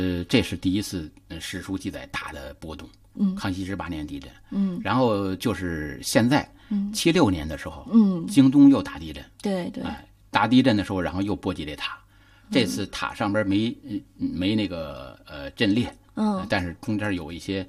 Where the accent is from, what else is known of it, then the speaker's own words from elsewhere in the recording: Tongzhou, Beijing, China; 所以离北关很近，老百姓像我们老家住这个塔北边都管叫北关塔